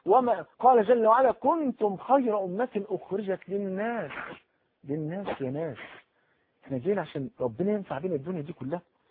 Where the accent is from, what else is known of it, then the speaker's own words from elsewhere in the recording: Cairo, Cairo Governorate, Egypt; عندنا في الحي اللي انا تربيت فيه في مصر القديمة.